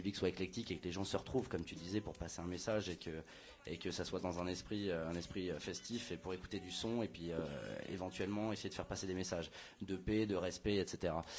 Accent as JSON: {"language": "French", "town": "Paris", "region": "Île-de-France", "country": "France", "said": "Moi, je suis parisien, et en tant que parisien, je faisais des sound systems"}